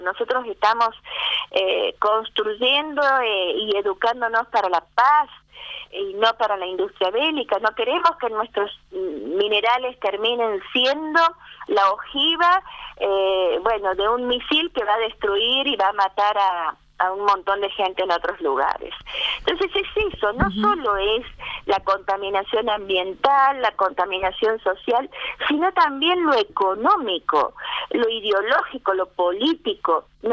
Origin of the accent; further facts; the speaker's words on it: La Rioja, Argentina; en tantas cosas que nosotros estamos necesitando como riojanos en este momento